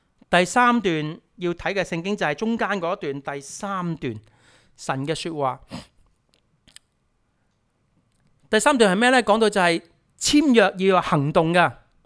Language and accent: Chinese; Hong Kong; 香港呢、即是我们，我是香港来的，有时很多例子都是香港经常都见到的。